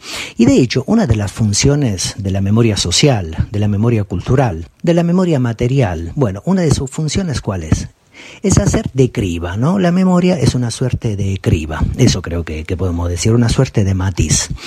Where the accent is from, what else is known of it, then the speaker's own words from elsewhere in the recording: Italy; me remito a mi país de origen, Italia